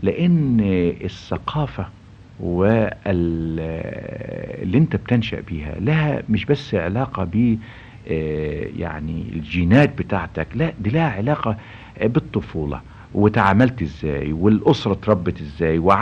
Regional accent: Egypt; أنا النهاردة كمصري اتربيت في مصر وعشت في مصر وتمتعت بالثقافة المصرية والثقافة العربية

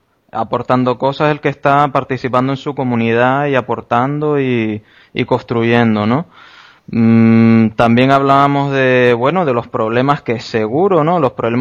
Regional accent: Canary Islands, Spain; Yo como canario es que te lo tengo que preguntar.

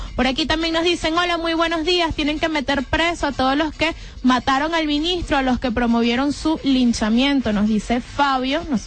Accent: Barlovento, Miranda, Venezuela; soy de Barlovento

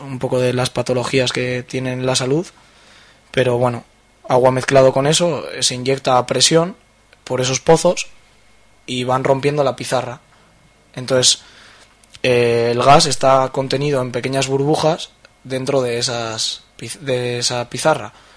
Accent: Burgos, Castile and León, Spain; Sí, venimos de Burgos, unos cuantos compañeros y compañeras.

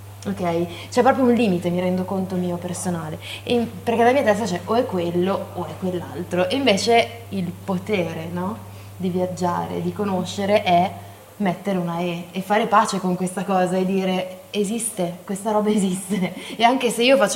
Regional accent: Varese, Lombardy, Italy; di persona nata e cresciuta a Varese, nel mio caso, perché arrivo da lì, attualmente vivente sul Lago Maggiore

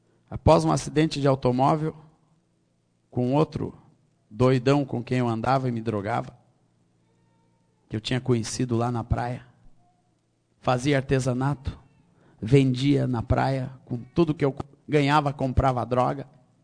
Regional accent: Rio Grande do Sul, Brazil; also born or lived in Minas Gerais; Eu nasci no Rio Grande, em Minas Gerais. Com a idade de 7 anos, meus pais foram para o Rio Grande do Sul e nunca mais saíram. Meu pai era militar, oficial do Exército brasileiro. E ali eu cresci, me criei

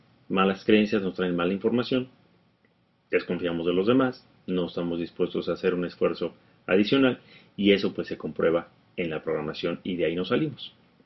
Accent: Mexico; En nuestra cultura, al menos en México, en mi país, hay un dicho popular

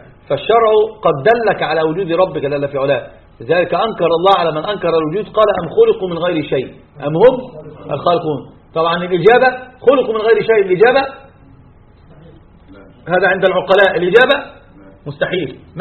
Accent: Egypt; كان في الجامعات عندنا في مصر شديد جدا

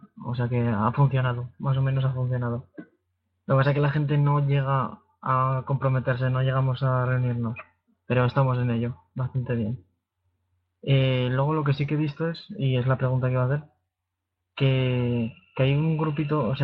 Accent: Logroño, La Rioja, Spain; soy de Logroño, aquí en La Rioja

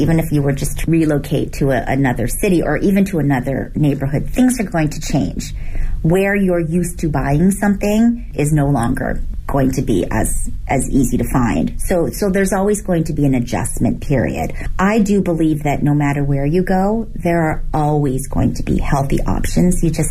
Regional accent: Canada; also born or lived in Hong Kong / New York; now in Beijing, China; I was born in Hong Kong. I grew up in Canada. I lived in New York for 16 years before moving to Beijing 9 years ago.

